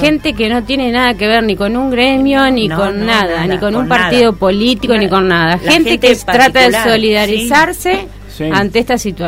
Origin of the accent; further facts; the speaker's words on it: Argentina; Como argentina, que un presidente que nos, sí, representa a todos los argentinos